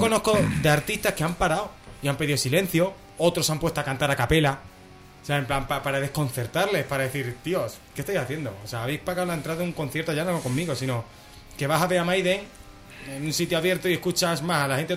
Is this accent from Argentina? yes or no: no; Spain; Pero aquí en España tenemos siempre ese pequeño matiz, que me duele decirlo porque es mi tierra